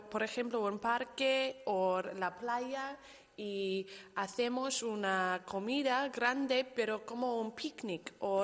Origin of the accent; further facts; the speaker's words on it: Australia; Spanish is a second language; Soy de Australia y yo vivo en el sur de Australia, pero mi familia es del oeste, el norte oeste.